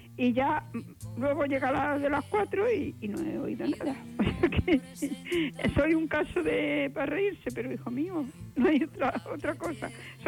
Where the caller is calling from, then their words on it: Córdoba, Andalusia, Spain; de Córdoba.